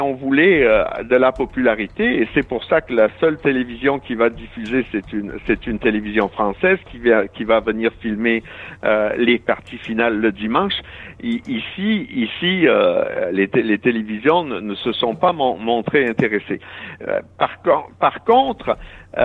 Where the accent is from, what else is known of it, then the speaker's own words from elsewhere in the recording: Canada; Moi, je suis Canadien.